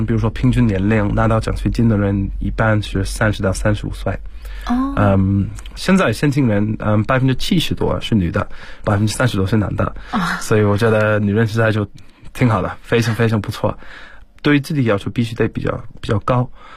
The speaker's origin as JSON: {"language": "Chinese", "region": "South East England", "country": "United Kingdom", "second_language": "Chinese", "lives_now": "China", "said": "我来自英国肯特郡，在中国差不多已经要7年左右。"}